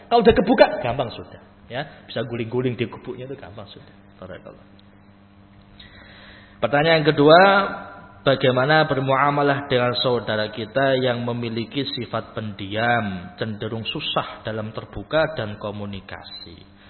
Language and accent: Indonesian; Java, Indonesia; Padahal itu bahasa Jawa, saya orang Jawa tapi enggak paham